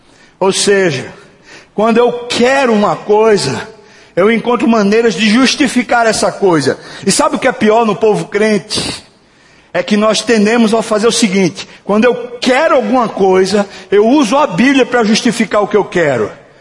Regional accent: Brazil; Somos nós brasileiros. Nós vivemos meio que no toma lá da cá.

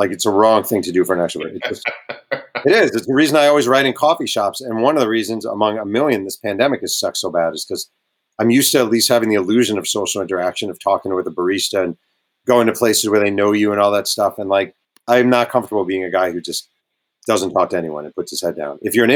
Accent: Mayo Pack, United States; I always try to do an event at the local bookstore in my hometown of Mayo Pack.

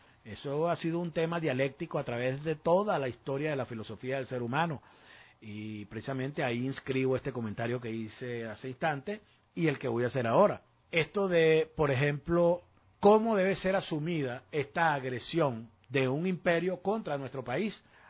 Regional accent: Venezuela; Somos venezolanos y tenemos que defender el principio de soberanía de nuestra patria

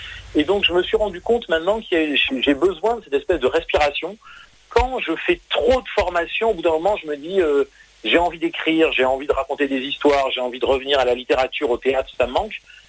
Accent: Montpellier, Occitanie, France; Moi, je suis de Montpellier à l'origine.

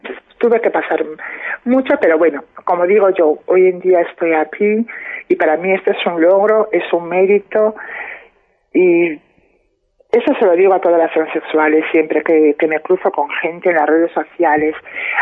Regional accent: Padrón, Galicia, Spain; Yo he tenido que salir con 18 años, 19 años, me fui de Padrón. Me fui a Santiago, empecé a vivir mi vida sola

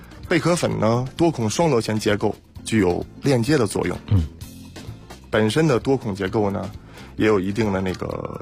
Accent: China

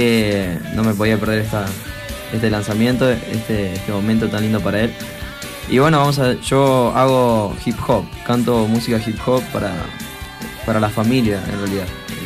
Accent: Río Negro, Argentina; soy de Argentina, más precisamente de Río Negro, en la Patagonia

